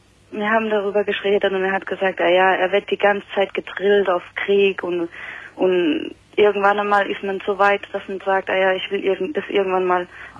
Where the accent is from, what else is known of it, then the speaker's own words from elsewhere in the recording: Italy; now in Germany; Nee, ich bin Italienerin.